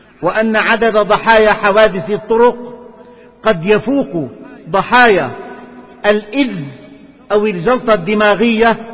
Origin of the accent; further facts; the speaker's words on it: Syria; أما في بلدنا سوريا فتشير التقارير